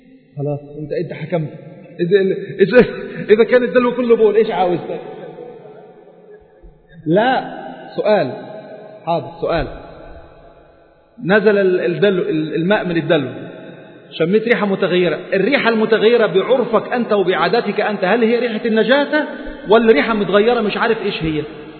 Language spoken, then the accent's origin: Arabic; Egypt; عندنا في مصر نلبس بناطيل يعني